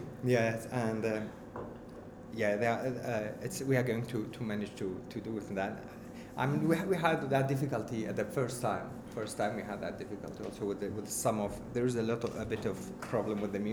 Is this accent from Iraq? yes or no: yes; Iraq; English is a second language; I'm from Iraq, I must teach him Iraqi music or Kurdish music or Arab.